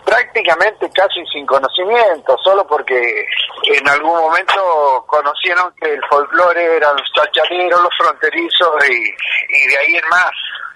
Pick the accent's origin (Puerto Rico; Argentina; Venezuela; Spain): Argentina; Todavía falta que nosotros como argentinos incorporemos a la Patagonia en nuestra mentalidad.